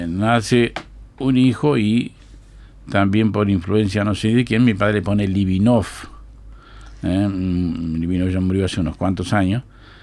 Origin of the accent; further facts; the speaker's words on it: Yerbalito del Convoy, Treinta y Tres, Uruguay; born there; Yo siempre digo, yo nací en el Yerbalito del Convoy.